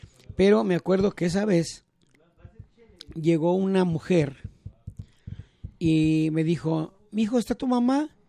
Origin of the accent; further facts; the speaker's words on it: Magdalena, Jalisco, Mexico; ahí en mi pueblo de Magdalena, Jalisco, de donde yo soy